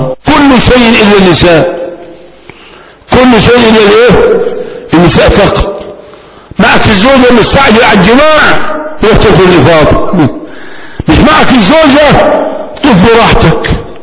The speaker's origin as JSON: {"language": "Arabic", "country": "Egypt", "said": "احنا كمصريين 11 و12 حلو خالص"}